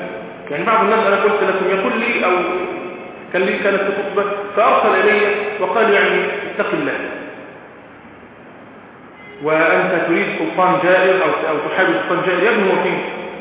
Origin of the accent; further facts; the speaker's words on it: Egypt; بس ده اللي يحصل عندنا في مصر دلوقتي